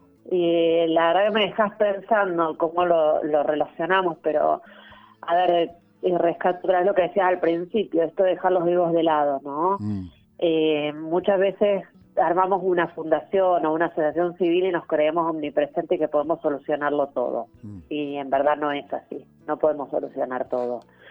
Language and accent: Spanish; Buenos Aires, Argentina; now in Salta, Argentina; Yo en esa época ni siquiera vivía acá en Salta Capital, soy de Buenos Aires.